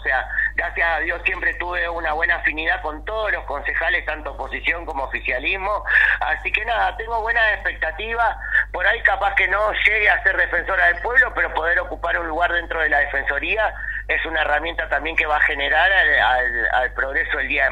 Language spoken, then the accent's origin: Spanish; Argentina; no tenemos que bajar los brazos como argentinos, argentinas, y seguir peleando para seguir sobreviviendo